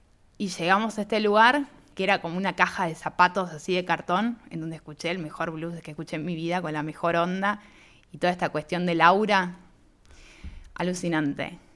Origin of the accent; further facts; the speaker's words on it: Argentina; No, le digo, soy de Argentina